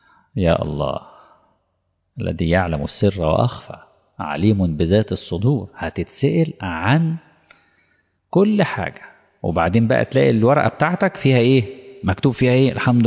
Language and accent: Arabic; Egypt; طبعا مش اقصد مصر يعني كمصري